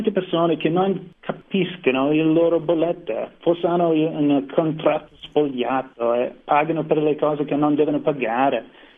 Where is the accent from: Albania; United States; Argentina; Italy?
United States; Italian is a second language; sono americano e me la cavo con la lingua, ma sto imparando ancora.